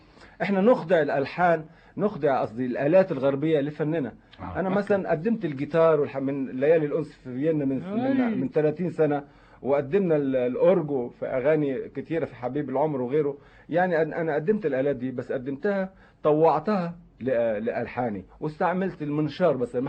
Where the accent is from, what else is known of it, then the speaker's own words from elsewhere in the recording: Lebanon; لانه فيلم هيكون زي دعائي لبلدي لبنان الحقيقه